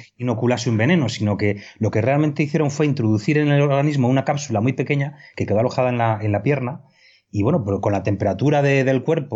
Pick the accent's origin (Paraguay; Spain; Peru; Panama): Spain; como español agradecido que soy